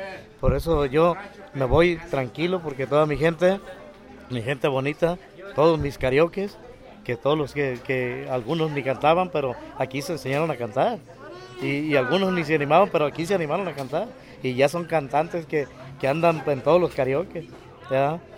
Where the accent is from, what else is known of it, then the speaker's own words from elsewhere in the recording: Mexico; para que no se pierda esa esencia de México, ¿verdad? Que estemos siempre lo que somos, unidos, mexicanos